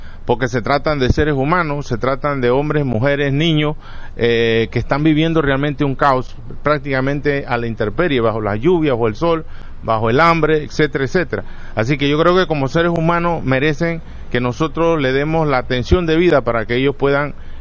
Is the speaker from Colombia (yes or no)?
no; Panama; Entonces nosotros como panameños no estamos realmente preparados